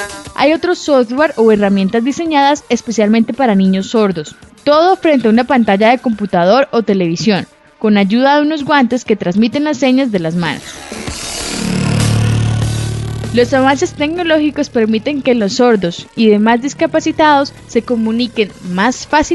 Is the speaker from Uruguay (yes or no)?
no; Magdalena Medio, Colombia; Nosotros somos del Magdalena Medio.